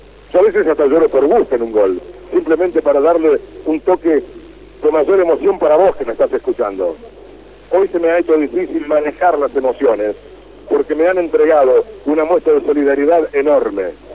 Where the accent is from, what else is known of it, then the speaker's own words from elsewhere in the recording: Uruguay; moved away as an adult; now in Rosario, Argentina; Yo soy uruguayo, para aquellos que me están escuchando fuera de la provincia y que no me conocen, que está radicado hace 24 años y siempre como relator.